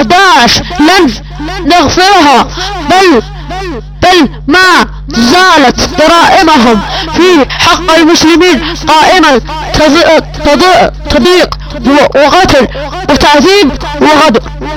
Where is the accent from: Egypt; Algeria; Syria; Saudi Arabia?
Saudi Arabia; وانا سعودي ولد الملك سلمان.